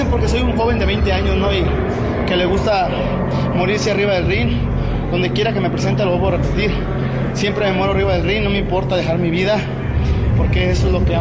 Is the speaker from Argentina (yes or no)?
no; Jalisco, Mexico; Sí, pues, es mi tierra de Jalisco, ¿no?